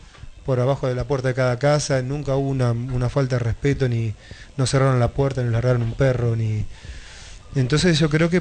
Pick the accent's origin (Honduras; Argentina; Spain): Argentina; La Pampa; O sea, yo vine a estudiar acá, pero vine de La Pampa, no me crié acá.